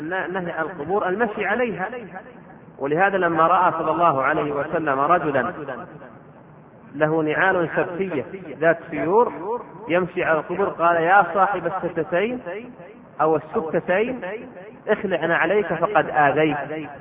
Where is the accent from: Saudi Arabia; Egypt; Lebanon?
Saudi Arabia; Riyadh, Riyadh Province; وعندنا في الرياض وغيرها يشدد في هذا الموضوع